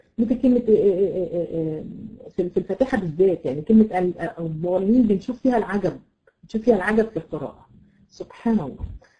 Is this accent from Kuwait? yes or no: no; Egypt; عندنا في مصر عندنا مشكله جامده جدا. بيحبوا ايه؟ يحطوا الضاد ضاء